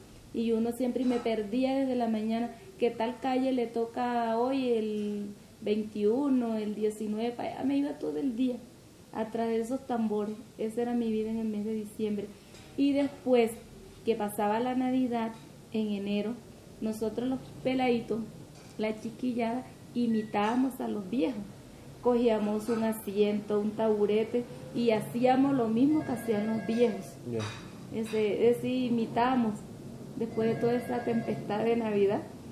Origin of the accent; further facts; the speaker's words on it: San Martín de Loba, Bolívar, Colombia; Más porque eso era más en esa calle, el Carmen, en el, la calle donde yo nací.